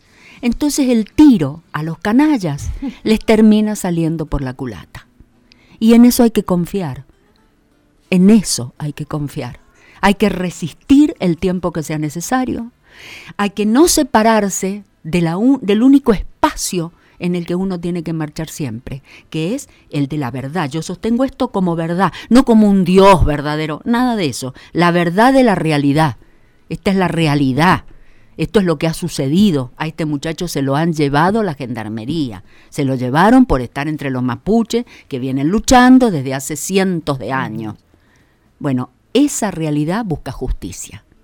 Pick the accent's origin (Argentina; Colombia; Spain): Argentina; Mendoza; Porque fíjense que nosotros, como mendocinos, hablemos en general, ¿no es cierto?